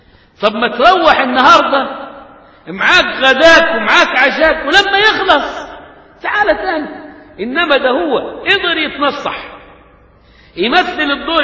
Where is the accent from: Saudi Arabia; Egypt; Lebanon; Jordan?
Egypt; غاية لما قيل في المثل عندنا كمصريين